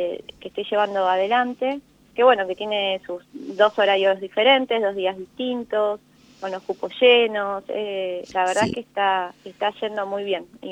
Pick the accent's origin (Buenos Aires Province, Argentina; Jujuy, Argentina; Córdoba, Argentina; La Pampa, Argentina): La Pampa, Argentina; Santa Rosa; also born or lived in Buenos Aires; now in Santa Rosa, Argentina; Yo soy de Santa Rosa.